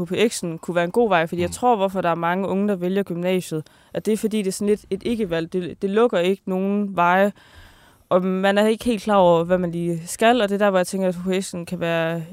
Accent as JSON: {"language": "Danish", "town": "Kolding", "region": "Region of Southern Denmark", "country": "Denmark", "said": "jeg kommer fra Kolding, og der ligger noget tæt på, der hedder Haderslev."}